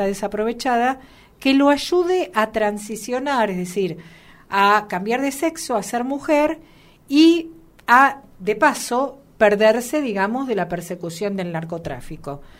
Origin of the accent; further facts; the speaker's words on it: La Matanza, Buenos Aires Province, Argentina; yo que soy de La Matanza estoy acostumbrada a escuchar